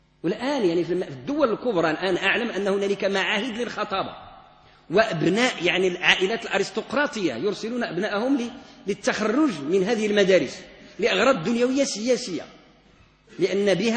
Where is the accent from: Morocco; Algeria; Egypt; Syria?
Morocco